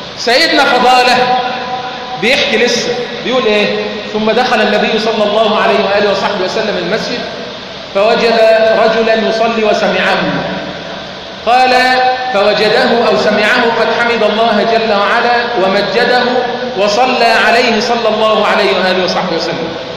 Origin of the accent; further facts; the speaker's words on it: Egypt; اللهم اجعل بلدنا مصر امنا امانا